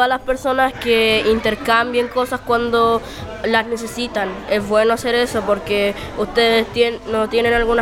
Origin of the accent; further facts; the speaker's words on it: Rehueco, Chile; soy de Rehueco